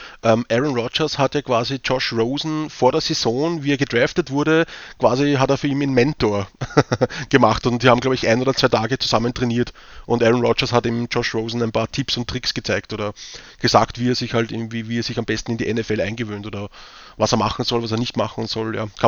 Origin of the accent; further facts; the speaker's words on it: Vienna, Austria; accent: Viennese; wenn sie mich verstehen mit meinem Wiener Dialekt